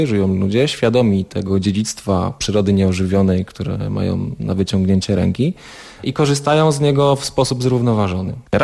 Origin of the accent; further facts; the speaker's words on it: Lower Silesian Voivodeship, Poland; Miałem to szczęście, że wychowałem się na Dolnym Śląsku i w Sudety jeździłem dość często.